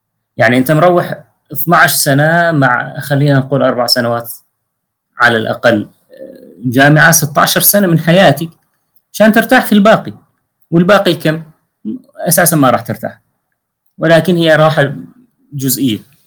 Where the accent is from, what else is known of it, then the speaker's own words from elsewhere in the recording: Syria; عندنا في سوريا هكذا شنيعة جدا